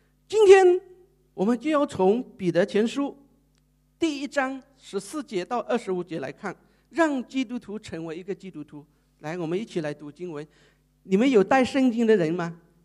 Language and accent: Chinese; Thailand; Chinese is a second language; 所以我现在我去哪里我就跟他讲我是泰国来的